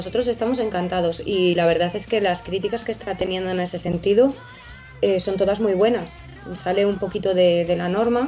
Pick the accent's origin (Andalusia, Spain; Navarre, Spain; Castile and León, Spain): Castile and León, Spain; Valladolid; Pues somos, yo soy de Valladolid.